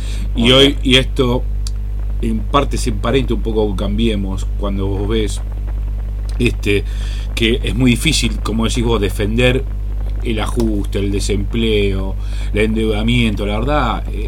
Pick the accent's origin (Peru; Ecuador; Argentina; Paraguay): Argentina; el proceso histórico que nosotros tenemos como argentinos